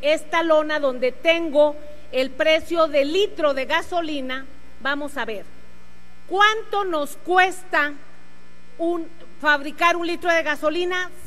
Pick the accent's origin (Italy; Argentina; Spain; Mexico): Mexico; Coatzacoalcos, Veracruz; Vengo orgullosamente del barrio de María de la Piedad de Coatzacoalcos, Veracruz, y ahí sabemos lo que estamos sufriendo.